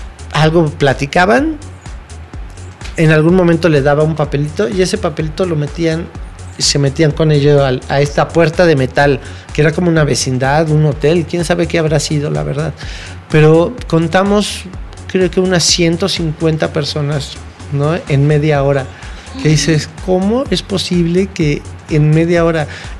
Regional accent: United States; Spanish is a second language; Yo soy una mujer americana, norteamericana, ¿qué voy a saber yo de lo que sufren ustedes?

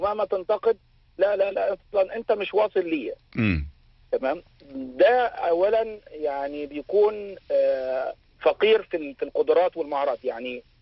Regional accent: Egypt; بزيادة حبتين زي ما بيقولوا عندنا في مصر

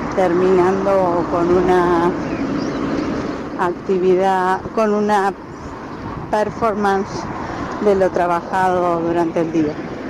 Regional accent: Rosario, Santa Fe, Argentina; Soy de Rosario

